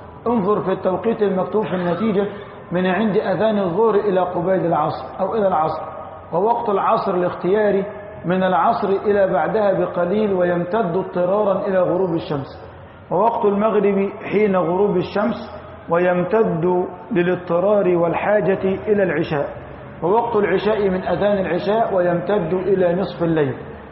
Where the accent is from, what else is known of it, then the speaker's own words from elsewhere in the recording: Egypt; نحن الآن في موضعنا هذا من بلدتنا مصر اتجاهنا الجنوب الشرقي